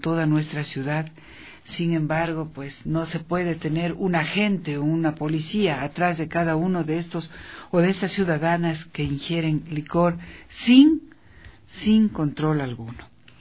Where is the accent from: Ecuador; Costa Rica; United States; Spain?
Ecuador; Esa es la codificación que como ecuatorianas, es urgente revertir, es urgente cambiar.